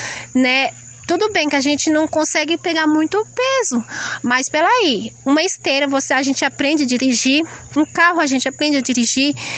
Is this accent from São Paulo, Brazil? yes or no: yes; São Paulo, Brazil; Aí eu não acostumei com essa possibilidade, porque eu nasci e cresci em São Paulo.